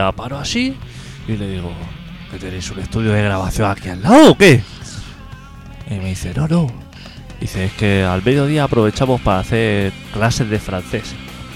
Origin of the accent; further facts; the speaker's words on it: Carmelo, Colonia, Uruguay; mira, vengo de Carmelo a enseñaros 4 cosas.